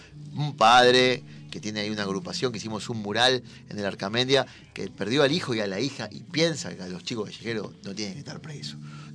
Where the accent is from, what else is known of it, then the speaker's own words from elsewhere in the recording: Avellaneda, Buenos Aires Province, Argentina; Nosotros que somos de Avellaneda